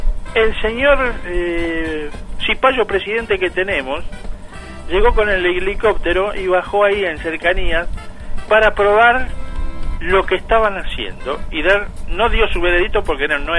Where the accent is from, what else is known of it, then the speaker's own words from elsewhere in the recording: Buenos Aires, Argentina; yo soy porteño nacido en la ciudad de Buenos Aires y actualmente no voy por la ciudad porque para mí ha cambiado mucho desde cuando yo era chico